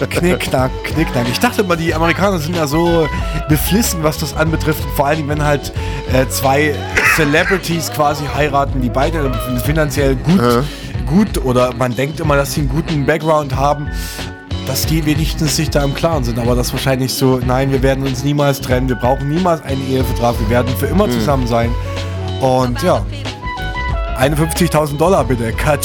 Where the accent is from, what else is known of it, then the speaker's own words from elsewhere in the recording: Chemnitz, Saxony, Germany; Aber wir kommen beide aus Sachsen, als Chemnitz, um genau zu sein.